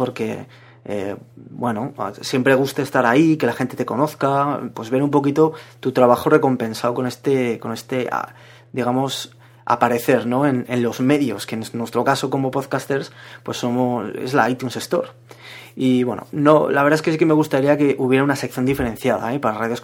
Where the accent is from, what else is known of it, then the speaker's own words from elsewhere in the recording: Zaragoza, Aragon, Spain; yo también soy de Zaragoza, pues imaginaos.